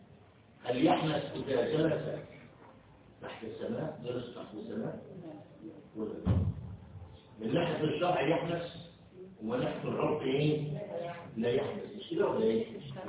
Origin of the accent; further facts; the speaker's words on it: Egypt; وخاصة احنا مصريين